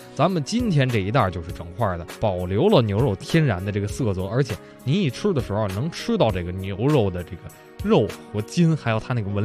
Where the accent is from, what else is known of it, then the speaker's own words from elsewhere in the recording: Beijing, China; 我是北京人嘛